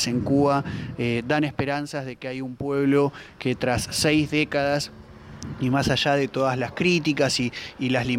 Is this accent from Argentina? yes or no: yes; Argentina; la verdad que como argentino también